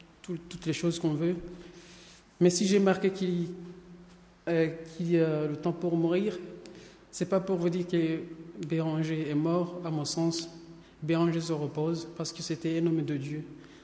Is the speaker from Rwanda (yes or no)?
yes; Rwanda; Moi, je viens du Rwanda